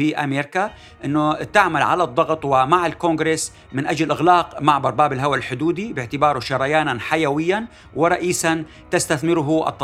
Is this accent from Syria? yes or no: yes; Syria; ماذا يجب أن نفعل كسوريين